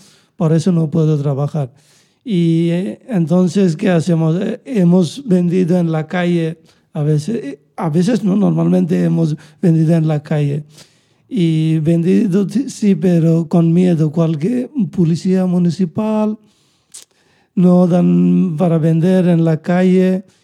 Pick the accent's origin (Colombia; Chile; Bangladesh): Bangladesh; Spanish is a second language; now in Spain; de Bangladesh, y no, que policía para nosotros es siempre peligroso, porque no tenemos papeles.